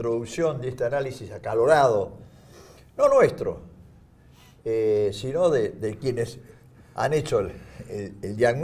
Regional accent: Buenos Aires, Argentina; Yo diría que porteñas. Yo soy porteña, claro.

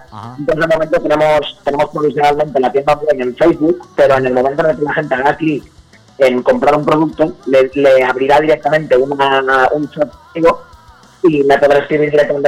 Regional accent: Valencia, Valencian Community, Spain; por lo general somos de Valencia capital, vivimos un poco dispersos, pero sí, nuestra base de operaciones, es decir, nosotros vivíamos en Valencia, en Alboraya concretamente

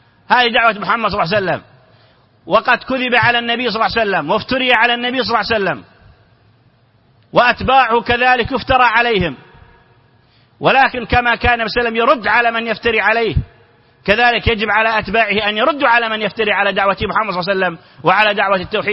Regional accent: Saudi Arabia; نعرف أن هناك في الإعلام عندنا في السعودية

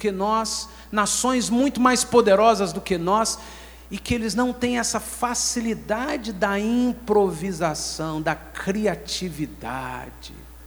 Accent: Minas Gerais, Brazil; Nós somos um estado, nós somos mineiros de Minas Gerais, um povo muito indisciplinado.

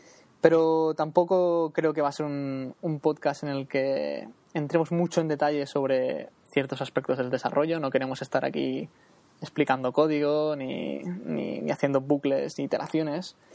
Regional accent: Girona, Catalonia, Spain; de Gerona. Soy, bueno, sí, estoy en Cataluña, no, aún somos parte de España

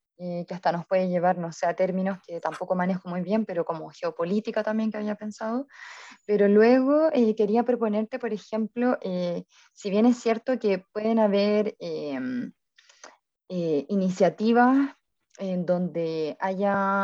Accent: Valparaíso, Chile; yo en particular soy de Valparaíso, ciudad, patrimonio de la humanidad

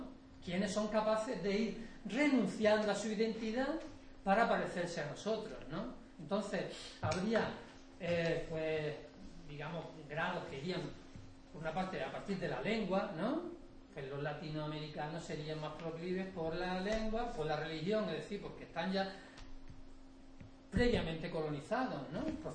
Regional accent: Málaga, Andalusia, Spain; yo soy andaluz, yo he nacido en Villa y me he educado en Málaga.

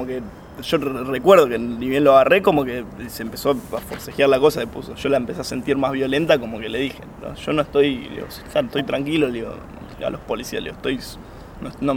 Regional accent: Ituzaingó, Buenos Aires Province, Argentina; Ituzaingó.

